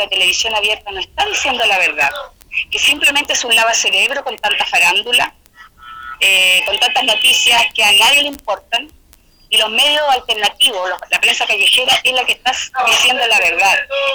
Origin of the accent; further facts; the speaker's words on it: Santiago, Santiago Metropolitan Region, Chile; No, nosotros somos de Santiago, ya.